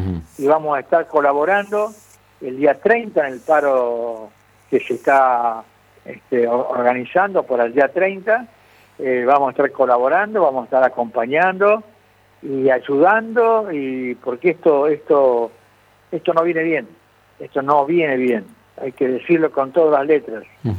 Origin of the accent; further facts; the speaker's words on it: Santa Fe, Argentina; yo soy santafesino, de ley, como dice la canción